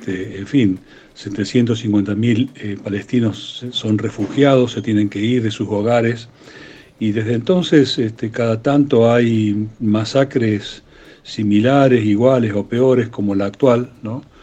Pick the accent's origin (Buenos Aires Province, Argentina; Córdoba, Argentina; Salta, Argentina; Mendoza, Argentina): Córdoba, Argentina; porque obviamente soy cordobés y soy argentino